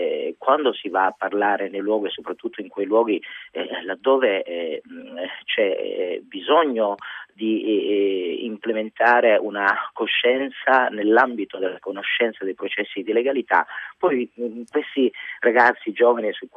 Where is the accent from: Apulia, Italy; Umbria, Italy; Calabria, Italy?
Calabria, Italy; Strongolo; born there; moved away as an adult; also born or lived in Bologna; now in Milan, Italy; sono io che provengo dalla Calabria. Sono nato a Strongolo, un paesino in provincia di Crotone, però poi ho fatto l'università a Bologna. Per quello che ho fatto in realtà non potevo purtroppo rientrare nella mia terra d'origine, quindi sono rimasto a Bologna, poi Milano.